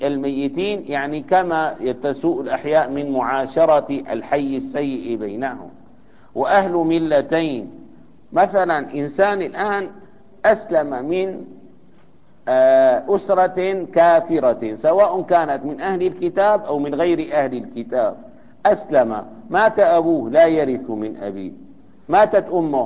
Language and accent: Arabic; Syria; يعني عندنا الآن مثلا في سوريا